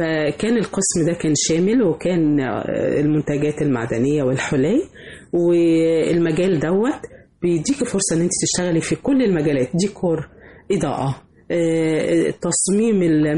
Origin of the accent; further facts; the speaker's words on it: Egypt; انا فخورة ان انا من مصر،